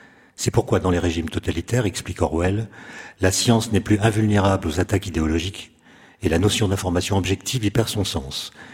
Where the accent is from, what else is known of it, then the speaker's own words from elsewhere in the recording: France; Peuvent se passer aux États-Unis ou chez nous en France, mais surtout aux États-Unis.